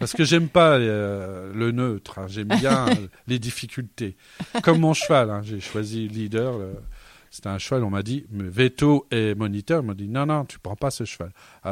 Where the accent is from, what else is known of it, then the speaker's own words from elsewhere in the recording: Grand Est, France; Parce que normalement, je suis vosgien. Non, je suis lorrain depuis 800 ans, hein, puisque ma famille a construit un village dans la plaine des Vosges par ma mère